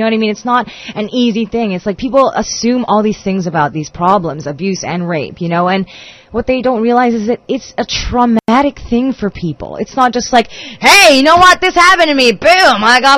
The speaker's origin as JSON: {"language": "English", "country": "Philippines", "said": "Like, my music, I've always been very, like, Filipino and very proud to be Filipino, you know. And so this is me being a Filipino, making music for Filipinos with other Filipinos, starring Filipinos"}